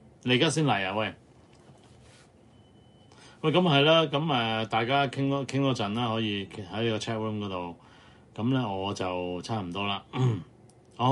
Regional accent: Hong Kong; 咁所以大家作為香港人想愛香港嘅話咧，就真係唔好掉以輕心啊

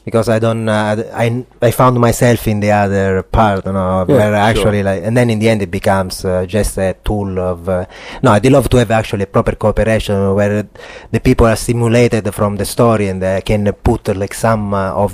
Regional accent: Sicily, Italy; English is a second language; I come from Sicily, right? And I come from a little town

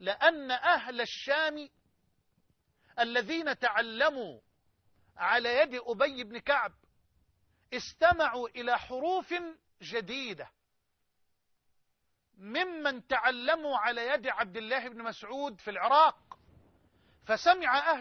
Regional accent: Egypt; يعني خدوا كده من الطوق بلغتنا كمصريين

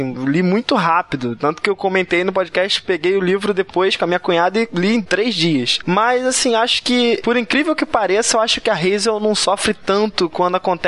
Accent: Rio de Janeiro, Brazil; accent: carioca; Eu tenho 25 anos, sou do Rio de Janeiro e sou professor.

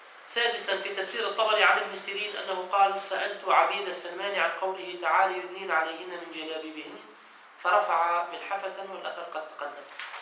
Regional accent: Tunisia; ونحن أيضا في بلادنا تونس إلى زمن قليل

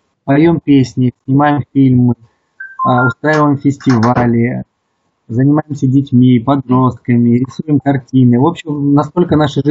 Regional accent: Irkutsk Oblast, Russia; moved away; сами мы из Сибири. Я из Иркутской области приехал в столицу

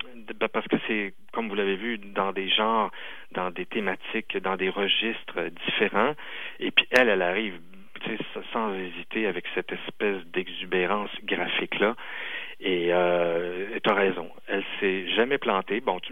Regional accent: Quebec, Canada; en tant que Québécois, on évalue mal l'ampleur du défi

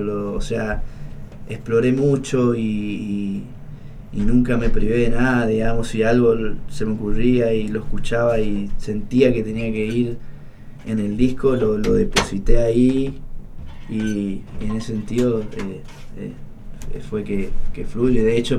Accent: Esquina, Corrientes, Argentina; en mi pueblo, soy de Esquina Corrientes, les comento a los que no saben, vivimos el carnaval.

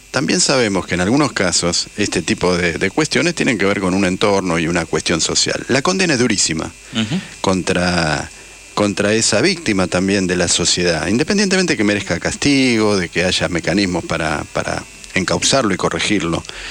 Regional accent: Argentina; Pero también nosotros, como habitantes argentinos, estábamos igualmente maltratados por esa dictadura maldita.

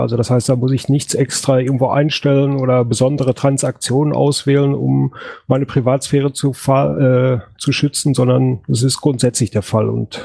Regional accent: North Rhine-Westphalia, Germany; ich komme aus dem Ruhrgebiet, bin der Älteste hier mit 39 Jahren.

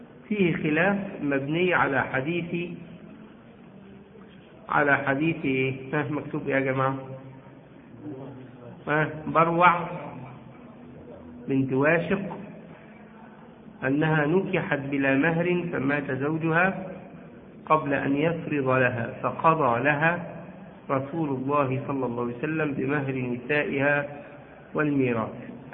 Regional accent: Egypt; الصداق عندنا في مصر بيقع جزء منه نقدا وجزء منه يقع عينا عرضا

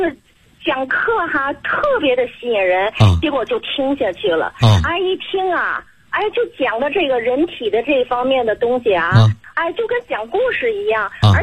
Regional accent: Tianjin, China; 我还没介绍我自己，我是天津的。

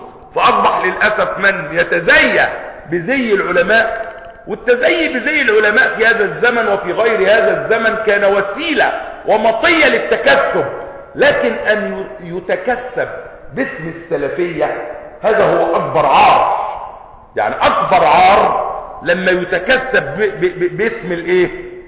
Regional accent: Egypt; والحمد لله ان بلدنا مصر يعني اقل البلاد خساره

